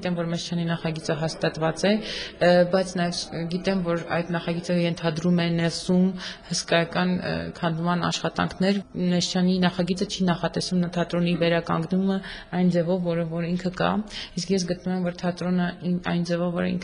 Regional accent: Yerevan, Armenia; Ես Երևանից եմ

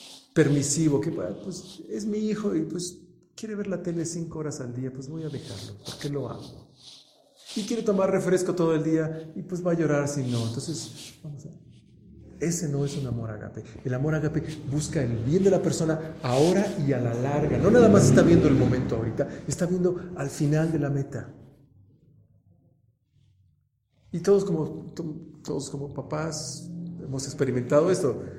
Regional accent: Toluca, State of Mexico, Mexico; Uno, porque somos de Toluca, y otro porque yo soy hombre. Y los hombres en Toluca somos estoicos.

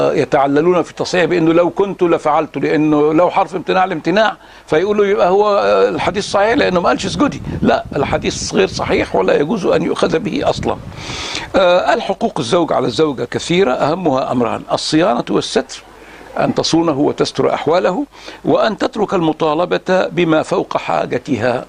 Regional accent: Egypt; في نساء بقى في بلادنا مصر

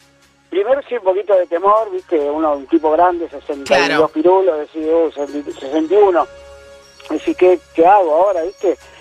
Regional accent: Tigre, Buenos Aires Province, Argentina; Bueno, somos de Tigre, así que estoy llegando a casa ya.

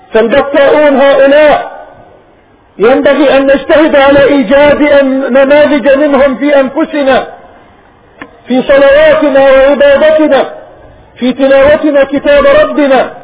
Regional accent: Palestine; وهؤلاء جماعة من بلادنا فلسطين من جماعيل في منطقة نابلس.

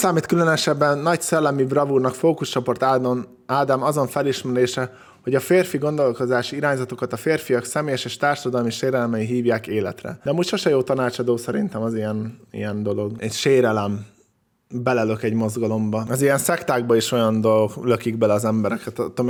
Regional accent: Hungary; Én amúgy vidékről származom, úgyhogy ezt mindig azt hiszik, hogy belpesti vagyok, de vidéki vagyok.

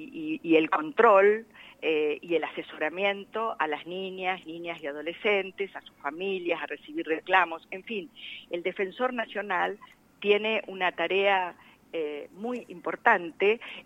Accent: La Pampa, Argentina; en la provincia de La Pampa, que es la que yo represento uh-huh. y de donde vengo

